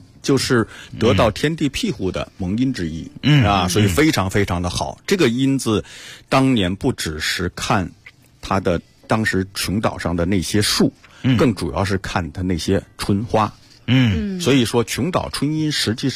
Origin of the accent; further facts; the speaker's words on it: Beijing, China; 金门桥那个地带呢，我小的时候就住在那边